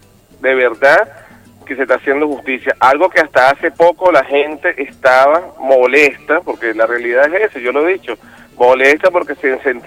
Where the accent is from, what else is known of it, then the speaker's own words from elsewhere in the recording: Venezuela; como venezolano y como revolucionario